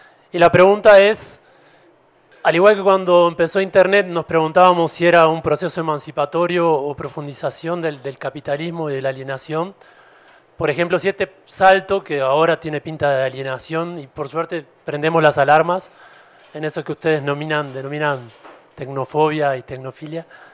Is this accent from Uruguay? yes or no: yes; Uruguay; Yo vengo de Uruguay, estoy de visita